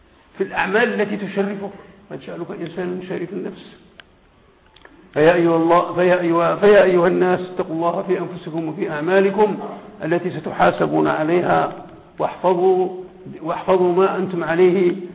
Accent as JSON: {"language": "Arabic", "country": "Morocco", "said": "لأن التعليم عندنا في المغرب هو بالنسبة للعالم كله هو أدنى مستوى"}